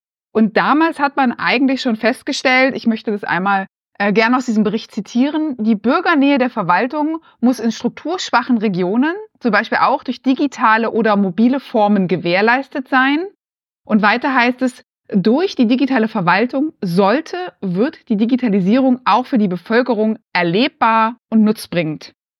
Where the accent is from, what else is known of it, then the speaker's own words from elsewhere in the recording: Thuringia, Germany; now in Berlin, Germany; ich komme persönlich eigentlich aus Thüringen, lebe jetzt in Berlin.